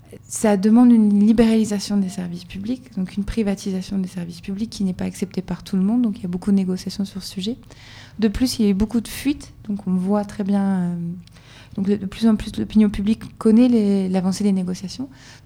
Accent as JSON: {"language": "French", "country": "France", "lives_now": "Brussels, Belgium", "said": "Je suis française, mais j'habite à Bruxelles depuis un petit moment."}